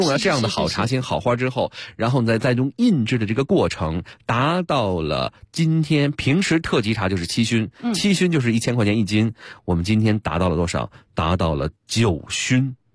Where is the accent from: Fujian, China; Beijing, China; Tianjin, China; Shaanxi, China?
Beijing, China; 这个我北京人代表我们北京的这个朋友们